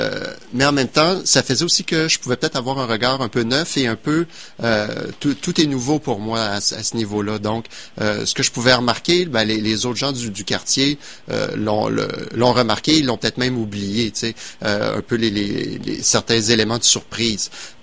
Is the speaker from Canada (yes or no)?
yes; Quebec City, Quebec, Canada; Moi, je suis de Québec.